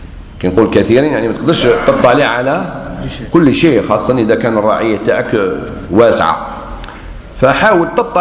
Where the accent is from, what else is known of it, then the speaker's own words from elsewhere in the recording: Algeria; احنا عندنا في الجزائر شيء ما شفتوش في بلدان واحدة أخرى